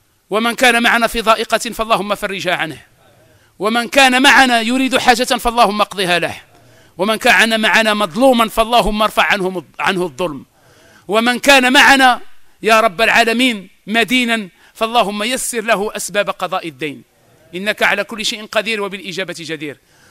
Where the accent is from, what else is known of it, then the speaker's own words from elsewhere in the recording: Morocco; على الأرامل وعلى اليتامى في بلادنا المغرب